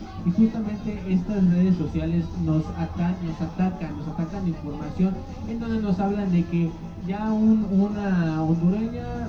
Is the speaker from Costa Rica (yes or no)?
no; Mexico; nosotros también como mexicanos muchas veces despreciamos también esa cuestión de los frijoles